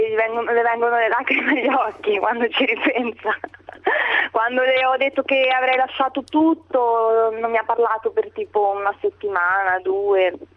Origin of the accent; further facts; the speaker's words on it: Ancona, Marche, Italy; now in Greece; Di dove sono? Io sono di Ancona.